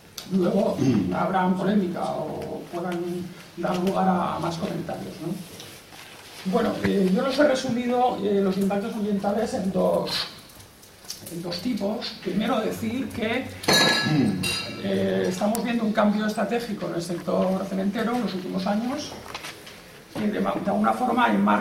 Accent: Valencian Community, Spain; Venimos del País Valenciano, un país cercano

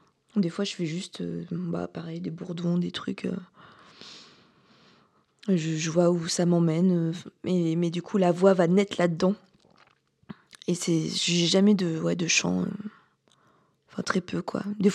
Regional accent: Auvergne-Rhône-Alpes, France; J'ai grandi en Haute-Loire, dans le Massif central.

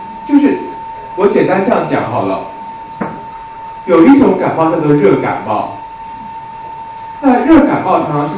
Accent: China; 因为我们中国人说“不通则痛”

